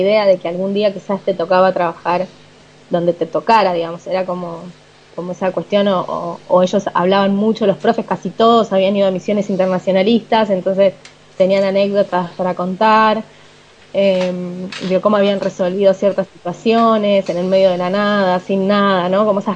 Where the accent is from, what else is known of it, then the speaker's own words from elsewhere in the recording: Argentina; O sea, no, soy argentina.